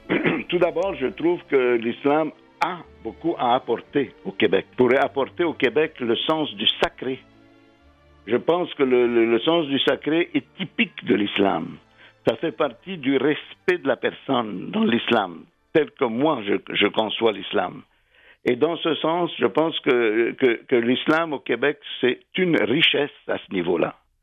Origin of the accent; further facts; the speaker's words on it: Egypt; Mon pays natal, absolument, toujours.